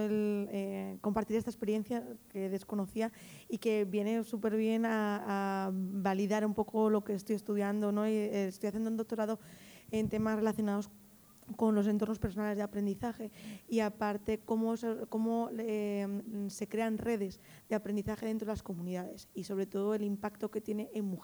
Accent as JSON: {"language": "Spanish", "country": "Spain", "said": "yo soy española, pero represento a República Dominicana del Archivo General de la Nación."}